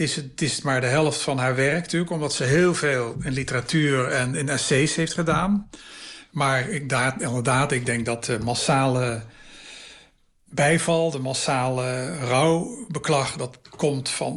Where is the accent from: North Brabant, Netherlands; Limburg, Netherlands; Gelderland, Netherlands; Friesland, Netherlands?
Limburg, Netherlands; Maastricht; de provinciestad waar ik vandaan kom, Maastricht, was altijd heel sterk, een standensamenleving.